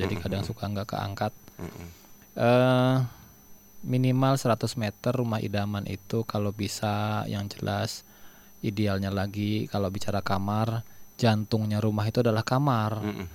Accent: Pekalongan, Central Java, Indonesia; Kalau di daerah, saya, istri saya Solo, saya asli Pekalongan.

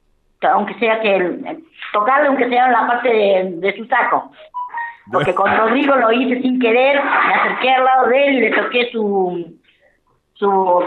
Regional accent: Argentina; Bariloche, nosotros como argentinos nos quejamos por todo, de invierno, verano, lo que sea.

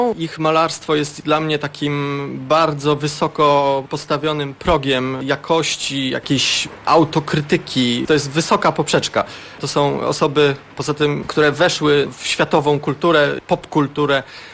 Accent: Sopot, Pomeranian Voivodeship, Poland; Ale nie, ale ja jestem od dziecka tutaj, więc z Sopotem jestem związany przez całe życie.

